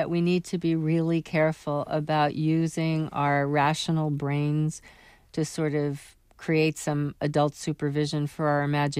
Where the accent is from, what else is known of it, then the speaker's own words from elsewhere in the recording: New York, United States; For example, I grew up in New York City